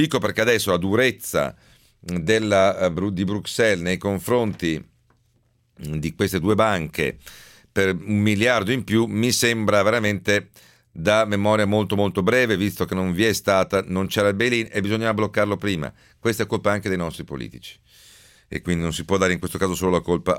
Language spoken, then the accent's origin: Italian; Veneto, Italy; è inutile che ci giriamo attorno, e lo dico da Veneto.